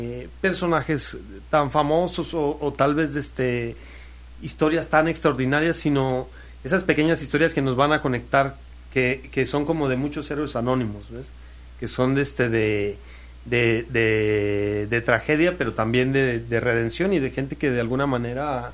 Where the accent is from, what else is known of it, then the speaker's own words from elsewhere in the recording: Mexico; todo lo que como mexicanos vamos a estar viviendo en este año